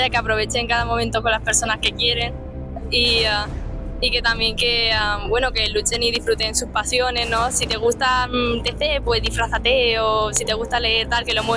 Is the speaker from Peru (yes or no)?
no; Seville, Andalusia, Spain; soy de Sevilla.